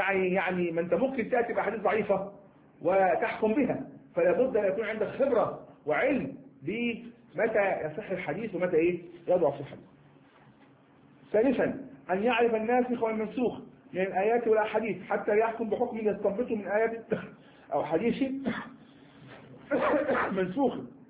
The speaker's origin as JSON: {"language": "Arabic", "country": "Egypt", "said": "يعني كما نقول إحنا مصريين شرب المادة هذه شرب العلم هذا"}